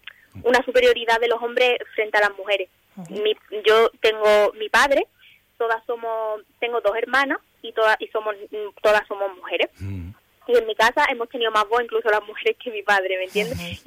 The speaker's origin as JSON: {"language": "Spanish", "country": "Western Sahara", "said": "aunque tenga 90 años y no haya vuelto al Sahara, seguiré siendo, diciendo que soy saharaui mil por mil"}